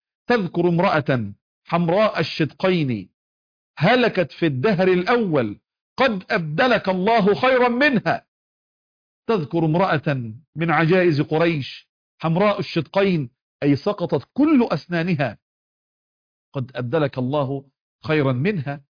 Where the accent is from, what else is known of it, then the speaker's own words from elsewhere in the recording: Egypt; حتى عندنا في مصر نقول العش والملح ما يهونش إلا على ابن الحرام